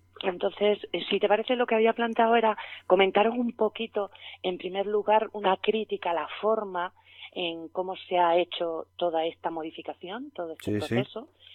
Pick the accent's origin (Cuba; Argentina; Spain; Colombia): Spain; Andalusia; las víctimas, que somos la sociedad andaluza